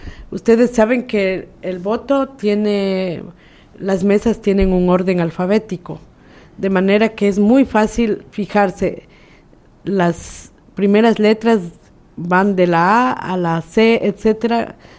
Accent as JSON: {"language": "Spanish", "country": "Ecuador", "said": "quienes podemos votar somos los ecuatorianos que nos hemos inscrito en los padrones"}